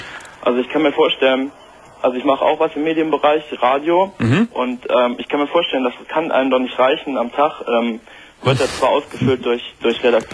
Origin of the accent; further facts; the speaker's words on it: Solingen, North Rhine-Westphalia, Germany; ich komme jetzt aus Solingen